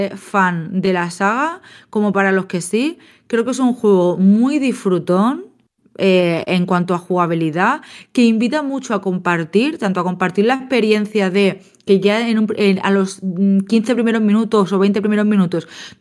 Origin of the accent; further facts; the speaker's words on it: Spain; también, claro, obviamente somos nacidos y crecidas en España